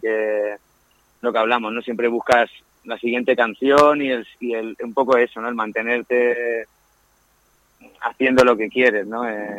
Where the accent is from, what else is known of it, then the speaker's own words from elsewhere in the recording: Matola, Valencian Community, Spain; Soy un chaval de Matola que nació entre Limoneros y Granados, con un algarrobo cerca